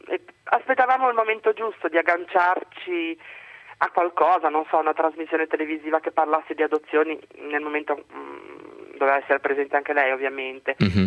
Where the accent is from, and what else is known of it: Genoa, Liguria, Italy